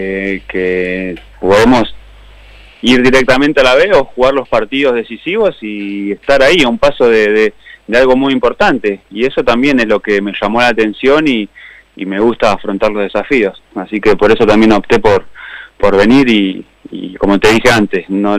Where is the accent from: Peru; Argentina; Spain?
Argentina; Laferrere, Buenos Aires Province; De La Ferrer, vivo en La Ferrer.